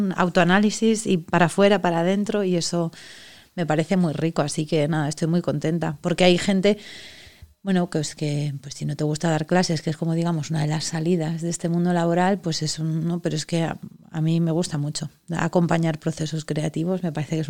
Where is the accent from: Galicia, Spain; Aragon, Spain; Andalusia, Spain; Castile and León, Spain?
Aragon, Spain; Andorra; soy de un pueblo de Teruel y soy de Andorra, y entonces bueno, en mi pueblo no hay universidad, y con 18, 19 años me fui a estudiar a Zaragoza